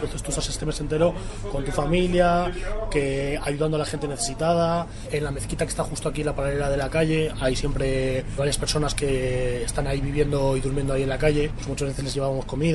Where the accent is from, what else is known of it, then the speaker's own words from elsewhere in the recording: Iraq; Nosotros somos de Irak.